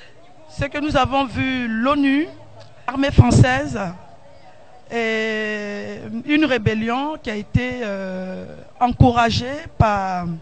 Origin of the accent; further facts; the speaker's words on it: Côte d’Ivoire; now in France; Moi, je suis française d'origine de la Côte d'Ivoire.